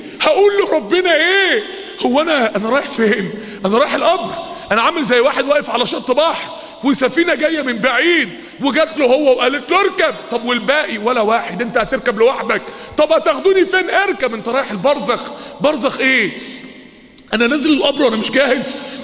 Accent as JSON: {"language": "Arabic", "town": "Mansoura", "region": "Dakahlia", "country": "Egypt", "tie": "born or raised there", "said": "افتكر يا اخواني وانا طفل صغير زمان، معرفش بقى من سنين طويلة قد ايه، وانا طفل صغير كان في المنصورة في اتوبيسات كده"}